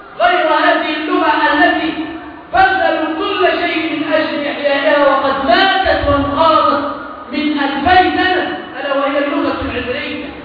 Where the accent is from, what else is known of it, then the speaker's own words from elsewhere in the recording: Egypt; ما الذي يحدد هوية بلدنا مصر؟